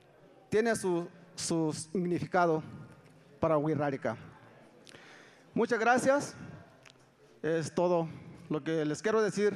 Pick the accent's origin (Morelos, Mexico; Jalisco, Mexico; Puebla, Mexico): Jalisco, Mexico; Santa Catarina; Yo vengo de Santa Catarina como presidente de Cultura.